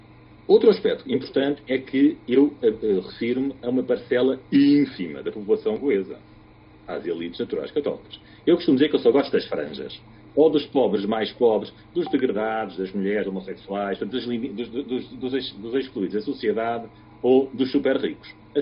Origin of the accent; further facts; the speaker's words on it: Goa, India; eu sou goês, tentei centrar a perspectiva desde Goa.